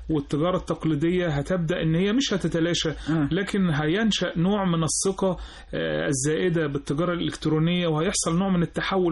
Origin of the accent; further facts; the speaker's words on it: Egypt; كنا كمصريين، لا مش مصريين، كنا كمستهلكين